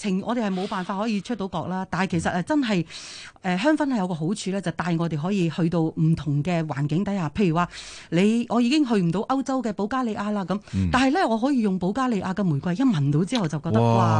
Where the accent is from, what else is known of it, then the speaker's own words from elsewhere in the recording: China; 唔系净系日本人啦、啊，我哋中国人都好聪明噶、啊。